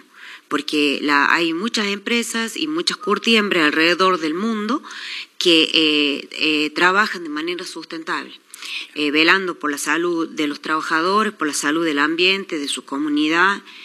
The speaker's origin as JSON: {"language": "Spanish", "town": "Chilecito", "region": "La Rioja", "country": "Argentina", "tie": "born or raised there", "said": "yo nací en Chilecito, me crié acá"}